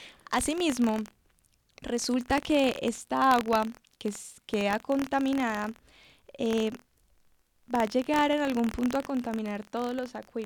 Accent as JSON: {"language": "Spanish", "country": "Colombia", "said": "nosotros como colombianos tenemos que saber y cuidar nuestro territorio"}